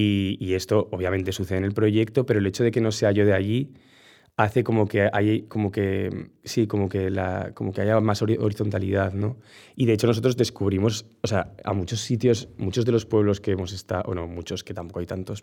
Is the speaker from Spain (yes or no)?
yes; Navarre, Spain; de repente como redescubrir también mi tierra, pues yo qué sé. Viajé mucho por Navarra